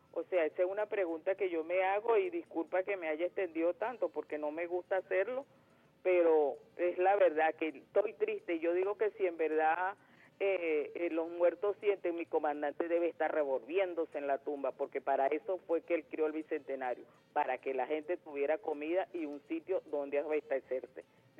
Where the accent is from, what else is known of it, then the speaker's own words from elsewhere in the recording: Venezuela; yo, como venezolana